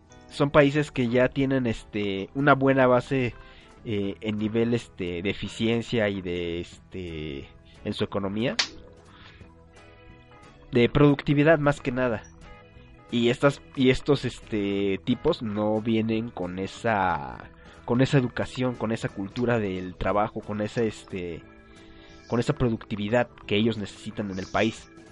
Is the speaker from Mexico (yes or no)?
yes; Mexico; nosotros como mexicanos se nos hace un poco más fácil tramitar una visa